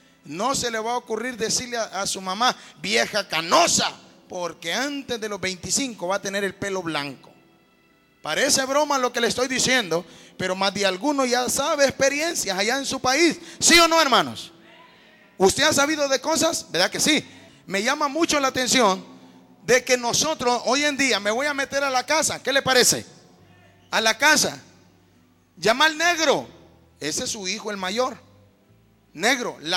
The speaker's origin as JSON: {"language": "Spanish", "country": "Honduras", "said": "Allá en Honduras, yo soy de Honduras, hermano."}